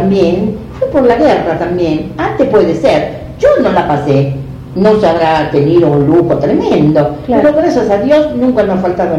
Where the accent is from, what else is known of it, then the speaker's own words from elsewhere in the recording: Sant'Angelo, Italy; moved away; Yo cuando me fui allá a Italia, ahí cuando llegué a mi pueblo, a Sant'Angelo